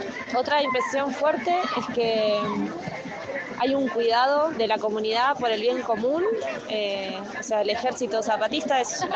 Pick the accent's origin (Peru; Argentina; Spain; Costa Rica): Argentina; tengo 30 años, soy de Argentina y justo me tuve la suerte de estar en México